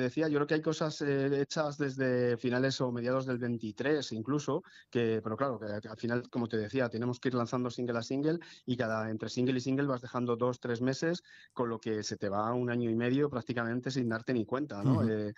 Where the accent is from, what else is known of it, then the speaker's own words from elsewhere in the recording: Madrid, Community of Madrid, Spain; En ese somos de Hortaleza